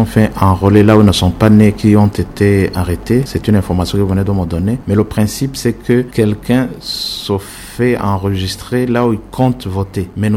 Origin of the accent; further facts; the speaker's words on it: Makamba, Burundi; moi je suis de Makamba, je travaille à Bujumbura